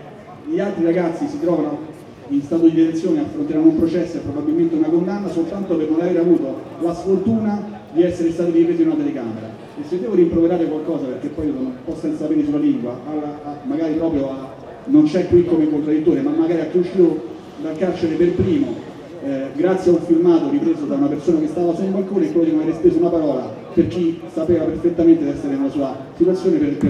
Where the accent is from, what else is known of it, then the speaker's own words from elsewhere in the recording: Rome, Lazio, Italy; visto che sono di Roma